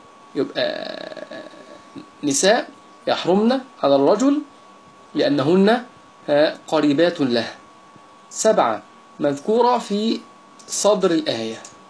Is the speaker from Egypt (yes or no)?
yes; Egypt; يعني عندنا في مصر يقول